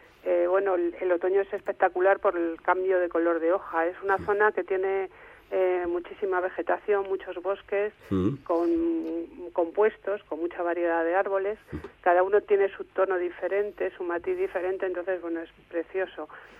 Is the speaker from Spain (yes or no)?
yes; Madrid, Community of Madrid, Spain; now in Galicia, Spain; somos dos madrileños que huyen de la gran ciudad.